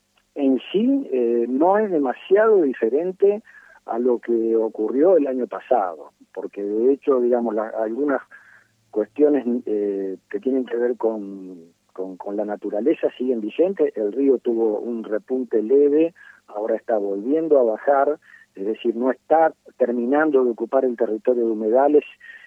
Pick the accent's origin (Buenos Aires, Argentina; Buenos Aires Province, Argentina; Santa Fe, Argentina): Santa Fe, Argentina; Rosario; simplemente como ciudadanos rosarinos